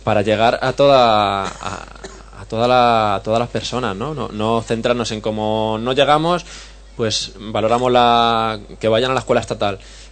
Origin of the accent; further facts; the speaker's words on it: Leganés, Community of Madrid, Spain; Yo soy de Leganés, en Madrid